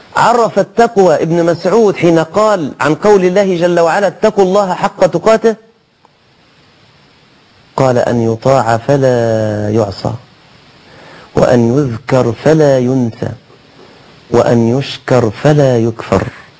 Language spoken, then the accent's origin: Arabic; Egypt; ما المانع أن يكون عندنا في مصر مثلا معبد صغير